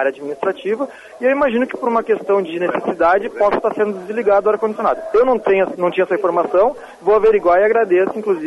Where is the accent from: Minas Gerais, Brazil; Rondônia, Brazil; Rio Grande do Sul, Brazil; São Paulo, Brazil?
Rio Grande do Sul, Brazil; Porto Alegre; Eu venho de Porto Alegre, uma cidade do sul do país